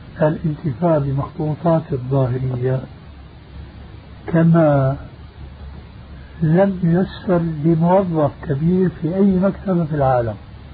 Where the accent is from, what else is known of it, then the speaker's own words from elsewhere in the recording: Syria; وبلغت سيرة أيضا يقولون عندنا في الشام